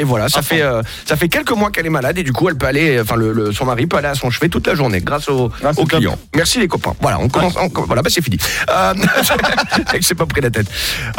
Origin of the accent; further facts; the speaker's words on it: Hauts-de-France, France; je sais que dans la boxe aussi ça se pratique chez nous en Picardie.